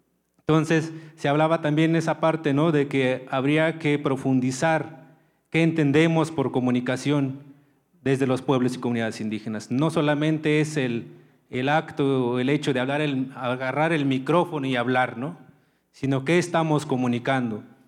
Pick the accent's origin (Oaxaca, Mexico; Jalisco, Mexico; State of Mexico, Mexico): Oaxaca, Mexico; Tlahuitoltepec; Muy buenos días, soy de Tlahuitoltepec.